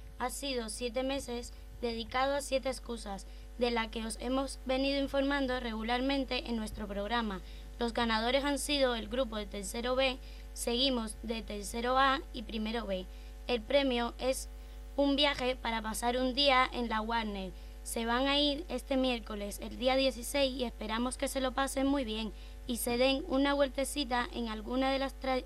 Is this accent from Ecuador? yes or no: no; Cuba; hoy vamos a hablar sobre cómo disfrutar unas tan merecidas vacaciones en mi país, Cuba